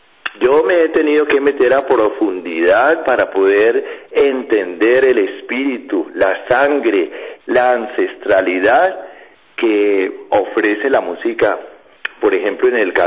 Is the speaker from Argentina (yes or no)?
no; Cali, Valle del Cauca, Colombia; Yo vengo de Cali, Colombia.